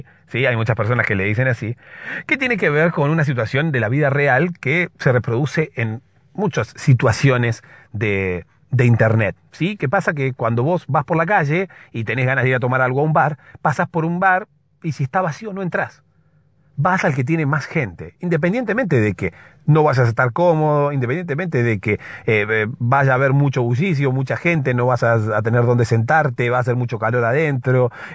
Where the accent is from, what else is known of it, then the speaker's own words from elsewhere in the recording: Argentina; Se nota que soy de Argentina.